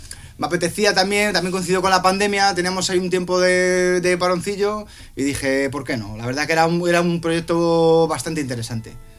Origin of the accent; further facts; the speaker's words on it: Leganés, Community of Madrid, Spain; sobre todo en el barrio donde yo me he criado. Yo soy de Leganés